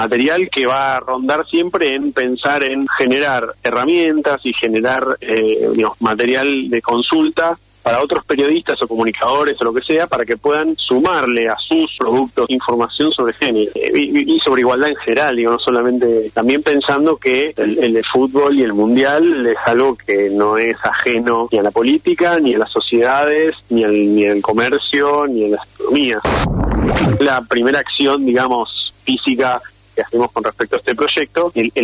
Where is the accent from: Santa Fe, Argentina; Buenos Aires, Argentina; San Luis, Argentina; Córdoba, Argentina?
Buenos Aires, Argentina; yo soy porteño